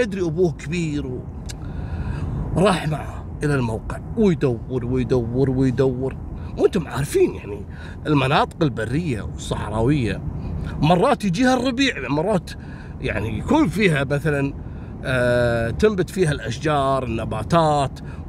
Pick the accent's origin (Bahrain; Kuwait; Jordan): Kuwait; هذا الرجم حتى عندنا في الكويت عندنا منطقة اسمها رجم خشمان،